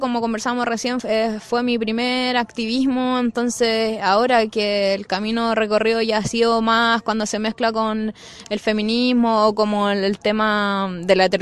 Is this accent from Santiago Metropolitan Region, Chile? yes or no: yes; Santiago, Santiago Metropolitan Region, Chile; born there; nací aquí en Santiago